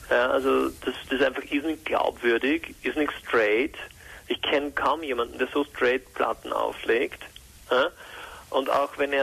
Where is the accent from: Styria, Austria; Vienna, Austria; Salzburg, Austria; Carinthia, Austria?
Styria, Austria; Hieflau; Ich bin von der Hiflau.